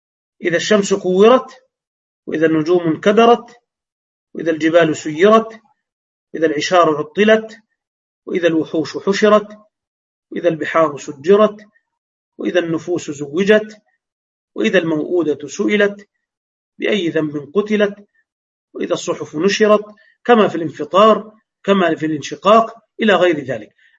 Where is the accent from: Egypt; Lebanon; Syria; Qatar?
Egypt; فعشرة وأربعة وعشرين دقيقة عندنا في مصر